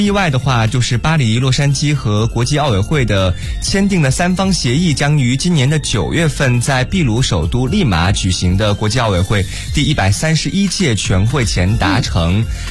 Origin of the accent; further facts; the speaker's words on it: Guiyang, Guizhou, China; now in Beijing, China; 你知道，就是对我来说，北京和我家乡有很多不一样的地方。